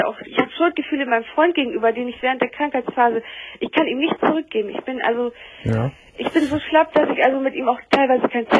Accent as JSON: {"language": "German", "region": "Bremen", "country": "Germany", "said": "Ich habe jetzt auch einen Hausarzt in Bremen, wo ich herkomme"}